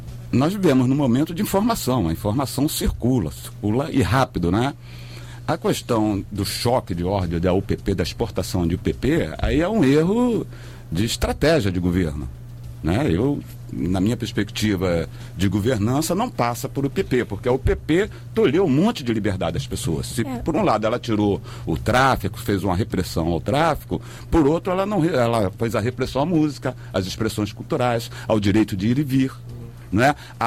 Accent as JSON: {"language": "Portuguese", "region": "Rio de Janeiro", "country": "Brazil", "tie": "born or raised there", "lives_now": "Nova Iguaçu, Brazil", "said": "Eu morava em Bangu, e Bangu, quando a minha infância, a minha adolescência passei em Bangu, era mais tranquilo"}